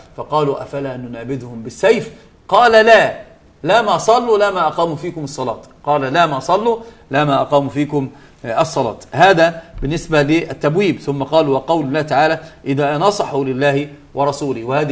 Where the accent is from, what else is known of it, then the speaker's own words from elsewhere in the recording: Egypt; يعني ده اسمه العوجان عندنا في مصر بيتعوج فبيتعوج